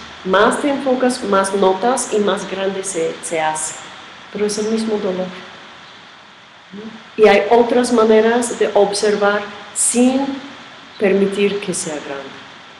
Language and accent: Spanish; New York, United States; Yo, perdona, pero soy de Nueva York y pueden decir cualquier otra cosa.